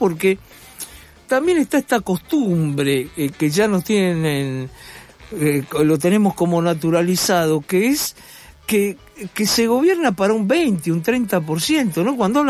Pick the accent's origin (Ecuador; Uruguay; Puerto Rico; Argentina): Argentina; Yo, como argentino de 71 años, yo hasta ahora algo peor que esto no conocí.